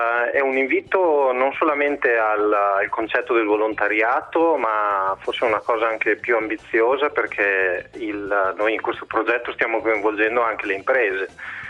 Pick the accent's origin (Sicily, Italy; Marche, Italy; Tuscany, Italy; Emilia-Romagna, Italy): Emilia-Romagna, Italy; Bologna; visto che siamo di Bologna